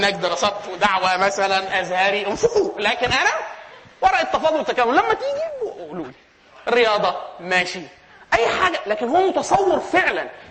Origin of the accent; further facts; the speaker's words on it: Egypt; خلاص الانجليزيه رديئه لان احنا كمصريين التعليم بتاعنا يعني حط ميزه اضافيه في اللغه الانجليزيه بتاعتنا